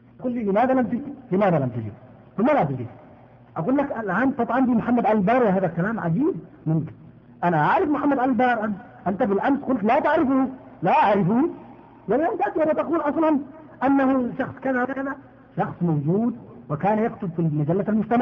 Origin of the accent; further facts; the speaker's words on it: Yemen; عندنا في اليمن